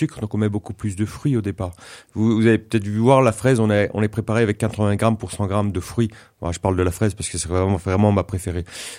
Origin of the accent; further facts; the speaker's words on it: Grand Est, France; je viens d'Alsace. Alors, tout d'abord, le Climont. Le Climont, c'est quoi? C'est une montagne entre Saint-Dié et Célestat. Voilà. C'est côté versant alsacien des Vosges. Bon, on est dans le Grand Est.